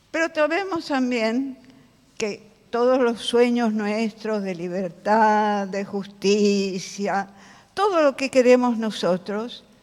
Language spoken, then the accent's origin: Spanish; Milan, Lombardy, Italy; Yo soy italiana de origen, milanesa, y tengo, por supuesto, toda una formación de ese origen.